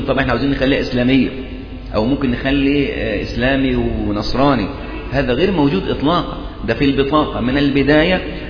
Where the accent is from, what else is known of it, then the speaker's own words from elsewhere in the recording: Egypt; فنفس القضية يعني مثلا عندنا في مصر